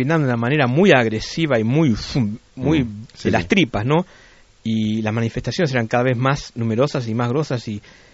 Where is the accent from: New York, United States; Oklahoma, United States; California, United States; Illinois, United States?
California, United States; Yo vengo de California, que eran los laid back, ¿viste?